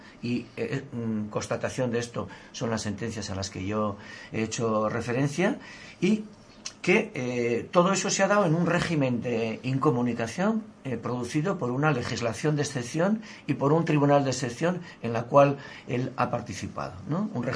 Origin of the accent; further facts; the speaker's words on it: Pamplona, Navarre, Spain; Hace tan solo un mes, allí en Iruña, en mi pueblo, en Pamplona, fue cerrado un medio